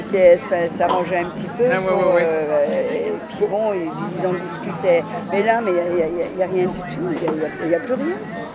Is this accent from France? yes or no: yes; Paris, Île-de-France, France; accent: Parisian; Bon, moi, j'ai mon accent parisien, excusez-moi.